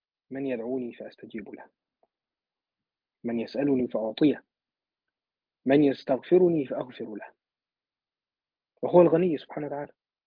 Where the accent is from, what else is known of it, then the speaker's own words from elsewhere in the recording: Egypt; يعني مثلا عندنا في مصر بقى احنا شعب حبوب وكده